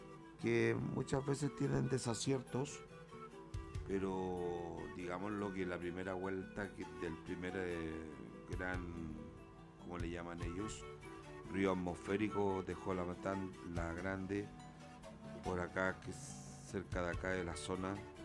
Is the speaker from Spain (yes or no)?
no; Chile; Bueno, somos chilenos, ahora vamos a arreglar las cosas, ¿cierto?